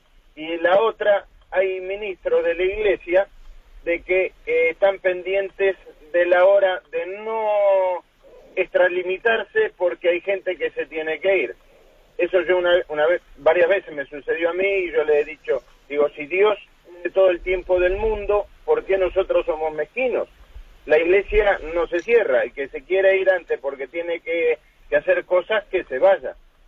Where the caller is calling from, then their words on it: Málaga, Andalusia, Spain; soy de Málaga.